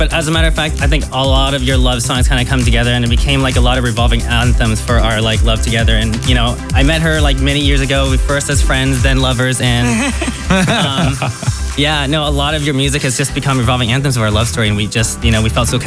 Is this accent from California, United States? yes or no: yes; San Francisco, California, United States; We're from San Francisco, California.